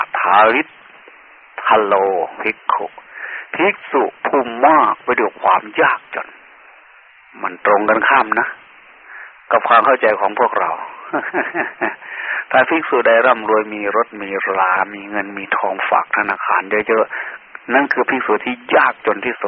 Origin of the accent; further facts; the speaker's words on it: Sakon Nakhon, Thailand; born there; เราเกิดมาในภาคอีสานเกิดมาโดยเลือดเนื้อเชื้อไขที่เมืองสกลนครเนี่ยอยู่ใกล้ๆแค่นี้